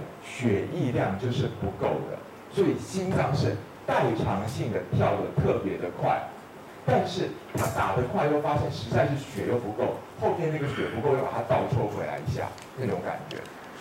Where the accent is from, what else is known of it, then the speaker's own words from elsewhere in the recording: Taiwan; 我们台湾人是常用，不知道你们有没有用